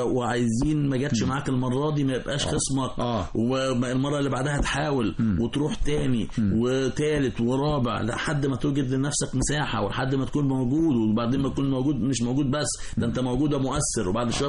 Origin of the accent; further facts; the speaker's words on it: Egypt; خلي بالك احنا مصريين شعب ذكي بالفطرة